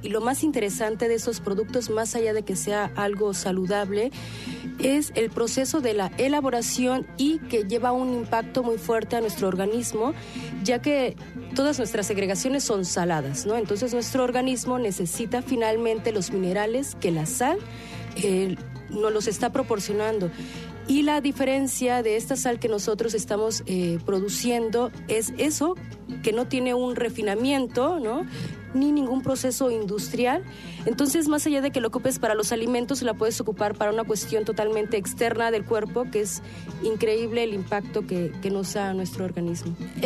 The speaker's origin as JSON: {"language": "Spanish", "region": "Oaxaca", "country": "Mexico", "said": "nos dedicamos, venimos del Istmo de Tehuantepec, de la parte del sur del Pacífico."}